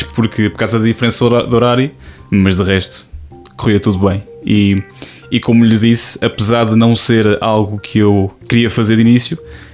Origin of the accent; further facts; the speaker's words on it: Coimbra, Centro, Portugal; tenho 25 anos, sou de Coimbra, tirei a licenciatura em Línguas Modernas, mais especificamente inglês e espanhol, neste caso pela Faculdade de Letras da Universidade de Coimbra.